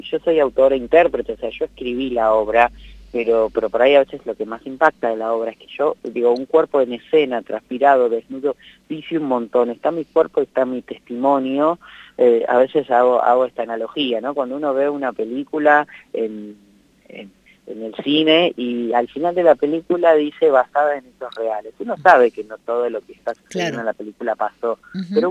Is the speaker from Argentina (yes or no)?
yes; Buenos Aires, Argentina; no soy un pibe de barrio porque me mudé 20 veces, uh-huh. literal, pero sí soy porteño, he pasado por muchos barrios porteños.